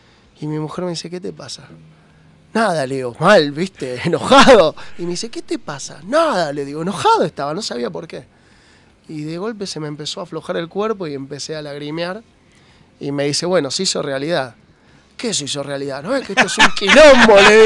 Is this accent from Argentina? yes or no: yes; Lanús, Buenos Aires Province, Argentina; Vecina de Banfield, yo soy de Lanús